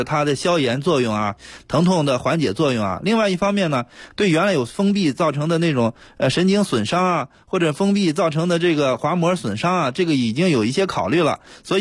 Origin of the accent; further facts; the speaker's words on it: China; 第二个呢，就是我们中国人的传统就是任劳任怨啊，就是喜欢劳动。